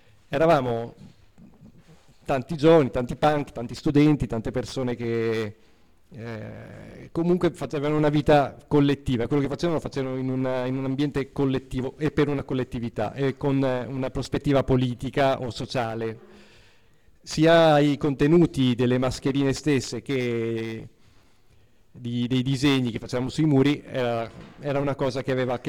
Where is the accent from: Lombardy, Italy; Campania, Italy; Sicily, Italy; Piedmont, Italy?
Lombardy, Italy; Milan; quelli che facevo all'inizio, nei centri sociali, a Milano, sono di Milano, e in un periodo che ancora graffiti non se n'erano, io addirittura mi ricordo la città di Milano pulita